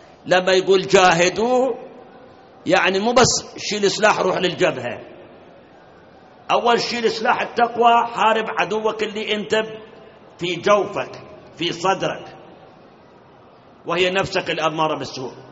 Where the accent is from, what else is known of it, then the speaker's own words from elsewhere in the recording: Iraq; فد مرة ركبنا سيارة تاكسي في مكة، عرف إحنا عراقيين